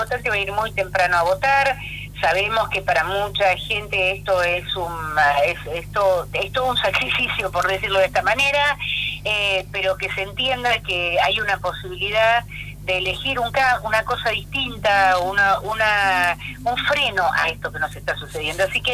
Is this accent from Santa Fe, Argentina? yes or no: no; San Isidro, Buenos Aires Province, Argentina; yo soy de San Isidro